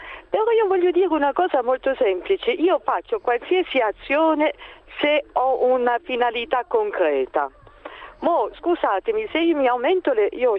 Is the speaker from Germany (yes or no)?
yes; Germany; Italian is a second language; io sono straniera, sono tedesca